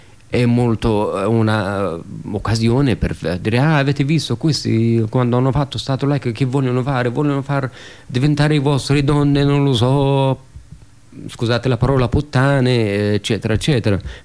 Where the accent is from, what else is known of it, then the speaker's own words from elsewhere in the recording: Saudi Arabia; Io sono nato in Arabia Saudita, studiavo lì in Arabia Saudita